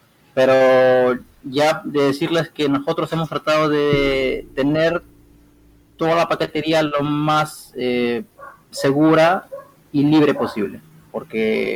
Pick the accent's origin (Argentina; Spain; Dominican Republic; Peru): Peru; yo soy de Perú. Aquí son exactamente la 1:00 p.m. con 8 minutos, y bueno, desde acá, desde Perú